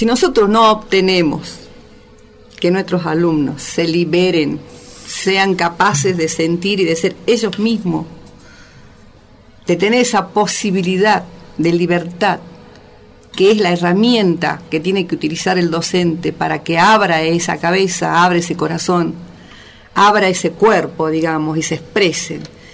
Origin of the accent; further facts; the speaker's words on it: Jujuy, Argentina; nosotros, que somos del lugar, que somos jujeños